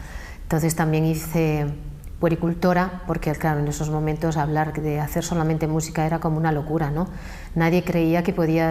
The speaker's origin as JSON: {"language": "Spanish", "town": "Fitero", "region": "Navarre", "country": "Spain", "tie": "born or raised there", "said": "Empecé a cantar en mi pueblo, que es, se llama Fitero, un pueblo de 3.000 habitantes."}